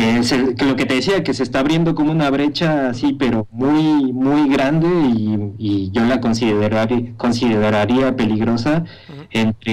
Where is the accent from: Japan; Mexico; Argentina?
Mexico; Mexico City; now in Madrid, Spain; Yo soy del DF y yo sé que la imagen que mucha gente tiene del DF no se parece para nada a la imagen que yo he vivido